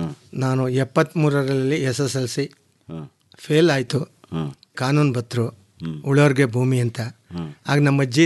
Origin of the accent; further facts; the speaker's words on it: Pampina Hosahalli, Karnataka, India; ನಮ್ಮ ಸ್ವಂತ ಊರು ಪಂಪಿನ ಹೊಸಹಳ್ಳಿ.